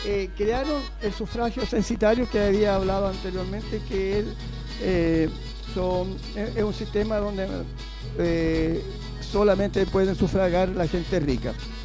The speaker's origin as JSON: {"language": "Spanish", "town": "Puente Alto", "region": "Santiago Metropolitan Region", "country": "Chile", "said": "nosotros estamos en Puente Alto, pongamos que me releguen a mí. Yo soy de Puente Alto"}